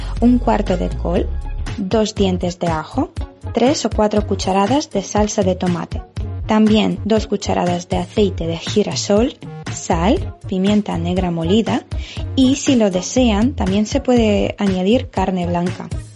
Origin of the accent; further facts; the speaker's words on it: Ukraine; Spanish is a second language; soy de Ucrania